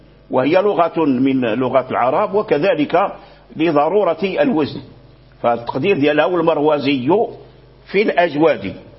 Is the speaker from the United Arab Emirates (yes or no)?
no; Morocco; لكن الذي جرى به العمل عندنا في المغرب